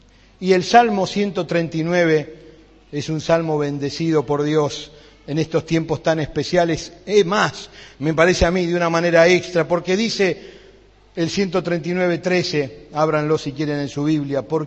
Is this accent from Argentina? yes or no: yes; Buenos Aires, Argentina; Allá yo cuando éramos pibes en Buenos Aires, tomamos el colectivo